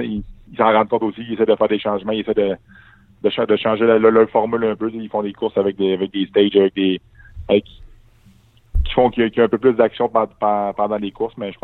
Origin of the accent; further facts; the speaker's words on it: Quebec, Canada; en tant que Québécois, on veut pas